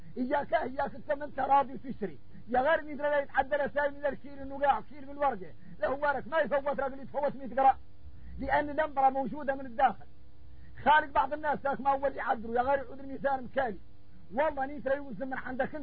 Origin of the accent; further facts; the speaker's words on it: Mauritania; احنا موريتاني يلين اتضايقنا معه الصحراء خوتنا في الله